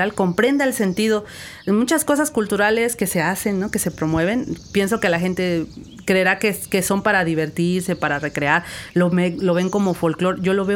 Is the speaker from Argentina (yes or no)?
no; Huasteca, Mexico; yo que crecí en la Huasteca, pues que pudiera haber educación en Tenec o en Náhuatl. Mi municipio se habla Tenec y Náhuatl